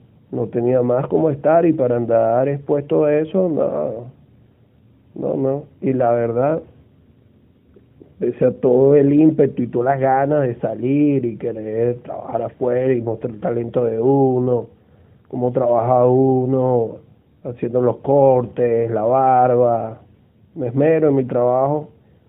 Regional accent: Venezuela; pero a mí como venezolano no me andan parando por ahí para pedirme los papeles, ¿sabes?

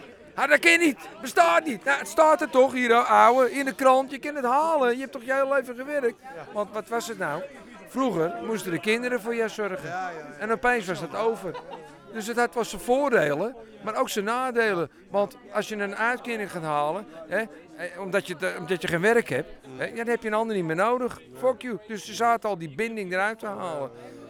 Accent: North Holland, Netherlands; also born or lived in Amsterdam; Ja, heel lang al. Vanaf mijn 9e jaar. Ik ben nu 61. En vanaf mijn 9e jaar, dan zit ik alweer 52 jaar in de Zaanstreek.

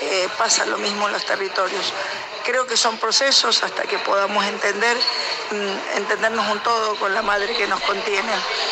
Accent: Mendoza, Argentina; de Mendoza, estoy acá en Jujuy terminando ya el encuentro

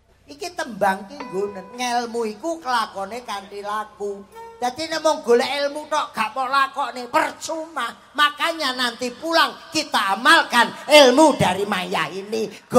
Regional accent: Cepu, Central Java, Indonesia; aku sendiri kan orang Cepu. Jadi saya itu wong Roto, wong Karangboyo, wong Cepu, jadi wong Mbluro

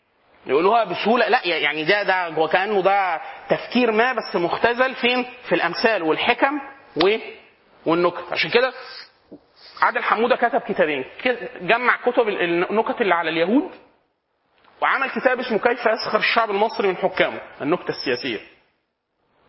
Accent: Upper Egypt, Egypt; احنا عندنا في الصعيد نقول اسيوطي, ولا انت اسيوطي ودي حاجه عظيمه

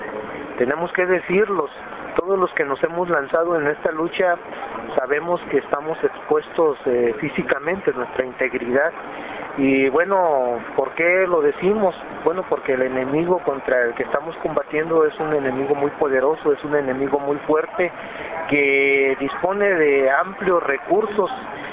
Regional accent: Mexico; para decir cuál es el sentir que tenemos todos como mexicanos

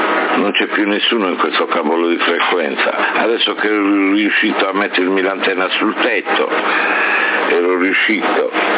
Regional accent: Sardinia, Italy; Io sono sardo, non sono sordo, hai capito?

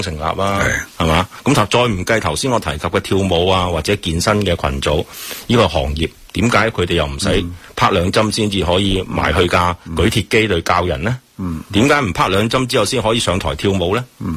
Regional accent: Hong Kong; 等于我哋成日讲嘅封关，我哋香港人都赞成啦

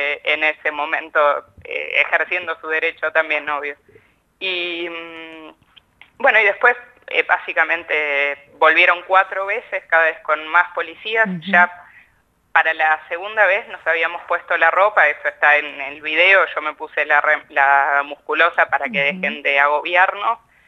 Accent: Necochea, Buenos Aires Province, Argentina; en Necochea, que es la ciudad de donde yo soy.

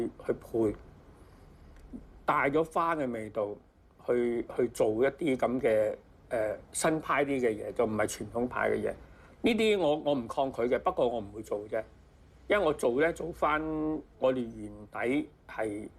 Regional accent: Guangdong, China; 所以我哋潮州人做人嘅道理都係咁嘅

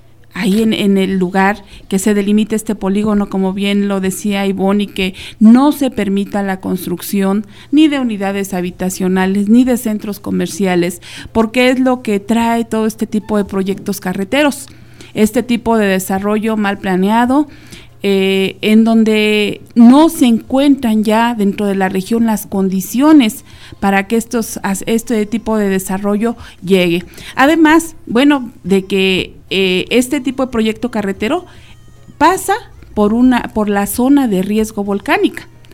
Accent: Mexico; No solo cuando juega la selección somos mexicanos, cuando nos ponemos y nos sentimos mexicanos.

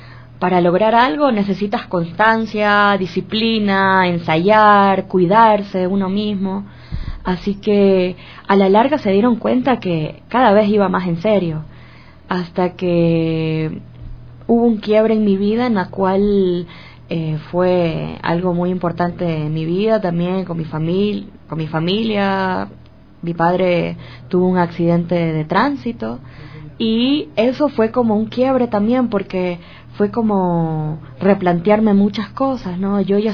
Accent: Guayaquil, Guayas, Ecuador; born there; yo nací en Guayaquil en 1985. … … los dos son de Guayaquil.

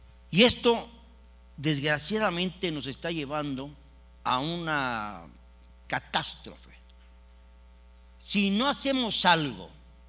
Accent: Mexico; Hagamos valer nuestra fuerza como aficionados y como hombres y como mexicanos.

